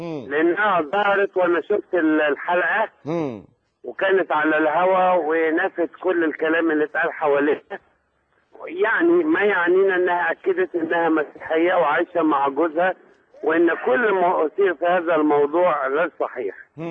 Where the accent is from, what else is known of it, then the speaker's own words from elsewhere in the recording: Egypt; احنا مصريين